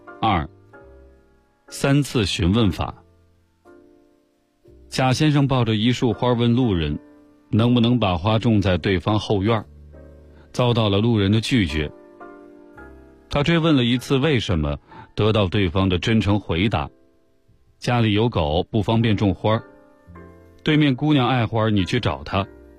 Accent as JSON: {"language": "Chinese", "country": "China", "said": "我从中国来纽约，会待到4月20号。"}